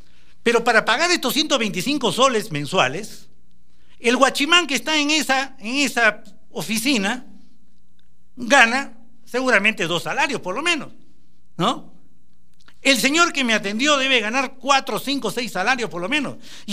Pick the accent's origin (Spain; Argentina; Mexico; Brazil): Brazil; now in Peru; Yo vengo de Brasil y ya les conté, allá es un salario mínimo